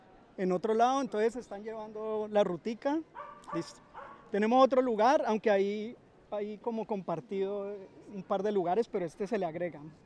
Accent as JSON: {"language": "Spanish", "town": "Cali", "region": "Valle del Cauca", "country": "Colombia", "said": "yo vengo de Cali"}